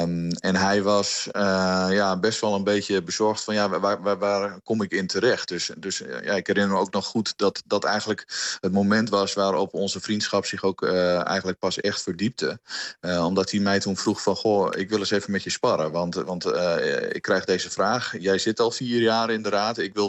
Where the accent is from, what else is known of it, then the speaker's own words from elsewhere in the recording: Hardenberg, Overijssel, Netherlands; Wij komen uit Hardenberg allebei.